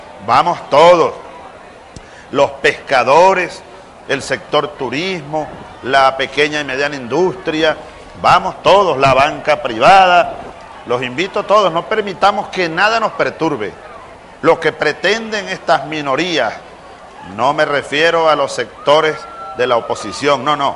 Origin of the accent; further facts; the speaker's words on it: Venezuela; como hermanos, como compatriotas venezolanos